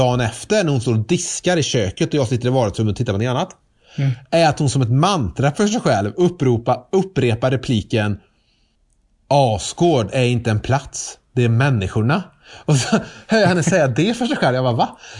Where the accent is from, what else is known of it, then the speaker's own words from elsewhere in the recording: Trollhättan, Västra Götaland County, Sweden; Så jag var hemma nu i Trollhättan, där jag är ifrån, där mamma bor, över påsk.